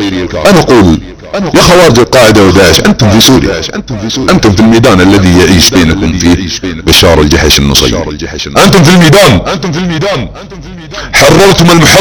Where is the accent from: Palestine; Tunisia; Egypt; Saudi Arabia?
Saudi Arabia; لأني أنا سعودي أنتسب للدولة السعودية التي تنتسب لآل سعود؟